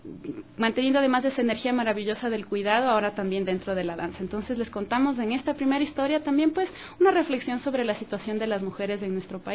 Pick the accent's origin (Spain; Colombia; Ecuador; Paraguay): Ecuador; Quito, Pichincha; Yo nací y crecí en Cotocoyao, ese es mi barrio de toda la vida, pues.